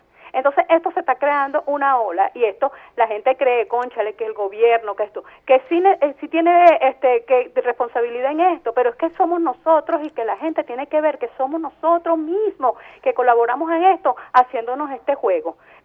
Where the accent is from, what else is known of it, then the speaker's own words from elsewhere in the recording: Venezuela; nosotros los venezolanos